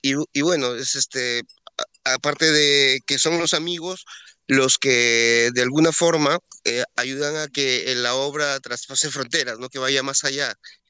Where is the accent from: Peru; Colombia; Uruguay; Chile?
Peru; uno como peruano ya interpretamos que esto no sirve